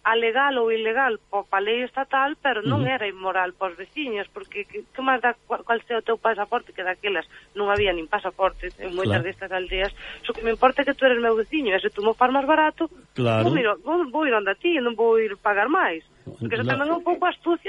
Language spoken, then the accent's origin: Galician; Galicia, Spain; somos nós, non somos galegos, pero sí, pero galegos da fronteira. Nós non somos da Coruña, non somos de Lugo, somos da fronteira, ni siquiera ourensano, non?